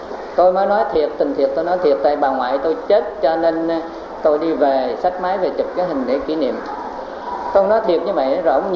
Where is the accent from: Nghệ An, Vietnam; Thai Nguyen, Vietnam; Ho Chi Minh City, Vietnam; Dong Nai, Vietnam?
Ho Chi Minh City, Vietnam; Cu Chi; mà ta đi về quê, tức là quê tôi ở trong chiến khu, tức là ở Củ Chi.